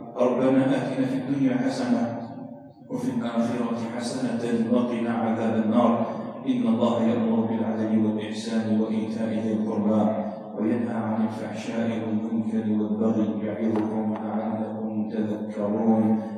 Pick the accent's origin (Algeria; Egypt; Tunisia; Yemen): Algeria; اللهم اجعل بلدنا الجزائر بلدا آمنا مطمئنا